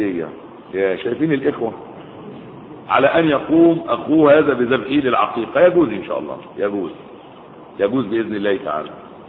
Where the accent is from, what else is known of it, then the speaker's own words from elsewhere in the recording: Sudan; عندنا في السودان